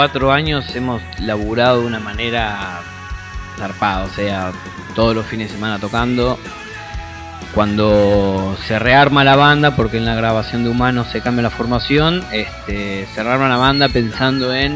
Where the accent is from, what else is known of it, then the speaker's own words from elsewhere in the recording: Neuquén, Argentina; now in Buenos Aires, Argentina; yo soy de Neuquén.